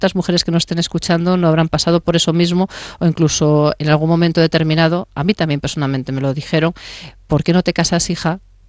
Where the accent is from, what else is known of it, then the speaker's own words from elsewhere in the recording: León, Castile and León, Spain; Primero porque soy leonesa